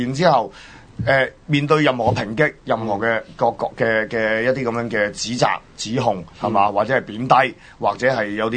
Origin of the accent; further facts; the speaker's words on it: Hong Kong; 话俾大家听，我哋香港人系做到噶嘛